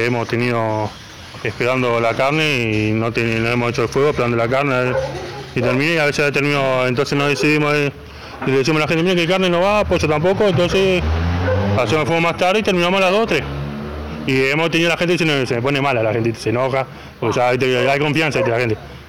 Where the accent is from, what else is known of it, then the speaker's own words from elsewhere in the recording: Montevideo, Uruguay; Yo soy de Misenilco. Misenilco sería donde está la refinería ANCAP.